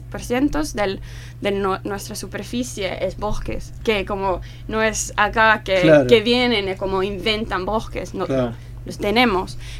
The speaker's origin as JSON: {"language": "Spanish", "town": "Helsinki", "region": "Uusimaa", "country": "Finland", "tie": "born or raised there", "second_language": "Spanish", "said": "Sí, sí, uh-huh. sí. Como afuera del capital, pero sí. Ajá. Paso... la mayoría de mi vida al capital."}